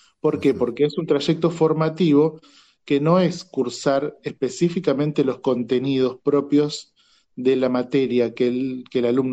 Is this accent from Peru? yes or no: no; Buenos Aires Province, Argentina; Yo soy de provincia de Buenos Aires